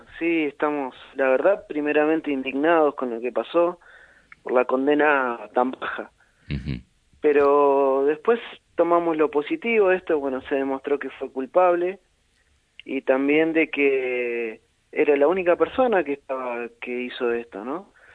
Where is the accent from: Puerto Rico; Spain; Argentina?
Argentina; no hay un fallo en el país durante todo nuestra historia como pueblo argentino